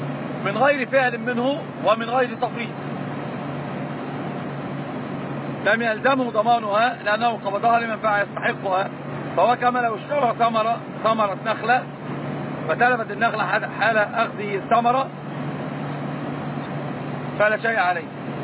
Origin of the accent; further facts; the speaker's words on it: Egypt; ما طبعا غير عندنا في مصر،